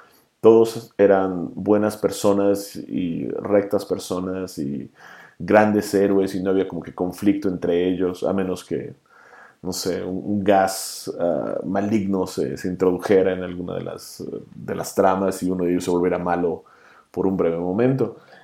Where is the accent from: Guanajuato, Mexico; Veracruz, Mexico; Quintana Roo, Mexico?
Quintana Roo, Mexico; Cancún; Y yo que crecí y viví en Cancún por muchos años, ya estaba como que un poco harto de la playa y del mar.